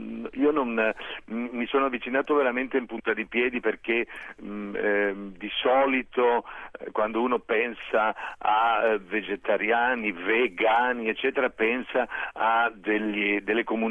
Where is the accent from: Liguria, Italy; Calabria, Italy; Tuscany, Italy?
Liguria, Italy; io voglio dire che sono ligure, ma ci sono dei piatti liguri meravigliosi